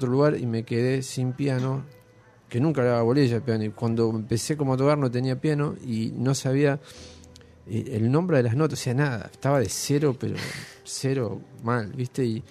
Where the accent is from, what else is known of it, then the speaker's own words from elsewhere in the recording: Buenos Aires, Argentina; yo soy de Devoto